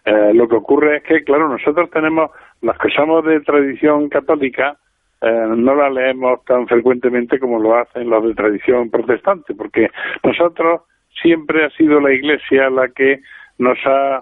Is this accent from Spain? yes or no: yes; Spain; Para nosotros que somos españoles